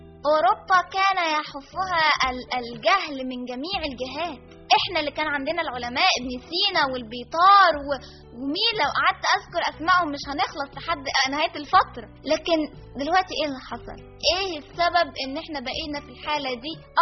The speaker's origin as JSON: {"language": "Arabic", "country": "Egypt", "said": "طب ليه احنا كنا مشهورين كمصريين بحاجه واحده، بالترابط؟"}